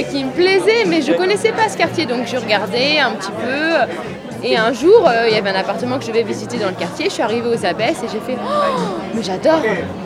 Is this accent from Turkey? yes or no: no; Rouen, Normandy, France; Rouen, Normandie.